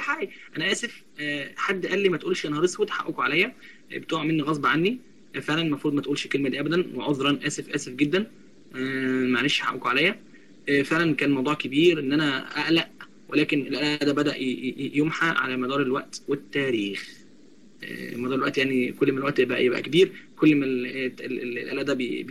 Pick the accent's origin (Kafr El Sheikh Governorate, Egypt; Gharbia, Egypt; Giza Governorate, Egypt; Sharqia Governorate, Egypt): Sharqia Governorate, Egypt; انا من الشرقيه وهي من الغربيه